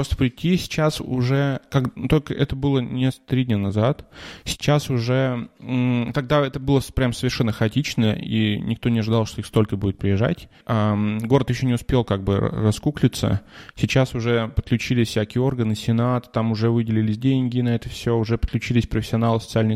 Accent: Russia; moved away; хотя я говорю, что я из России, но я говорю, что я когда-то жил в России, а сейчас вот я здесь живу

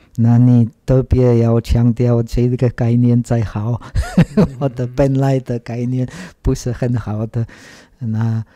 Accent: Czechia; Chinese is a second language; 其实我长大在捷克，捷克以前是社会主义的国家。那个时候，我们捷克人没有机会出国。

